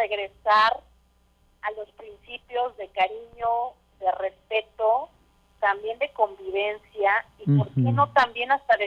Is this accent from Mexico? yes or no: yes; Mexico; somos amigos, somos mexicanos y nos queda apoyar para salir adelante.